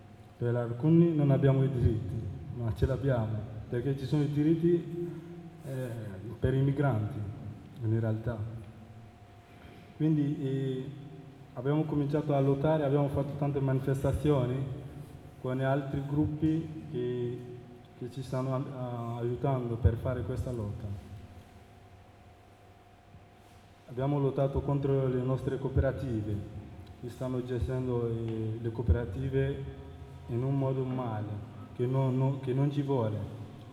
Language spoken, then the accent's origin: Italian; Mali; now in Modena, Italy; vengo dal Mali. Sono in Italia da 2 anni e 2 mesi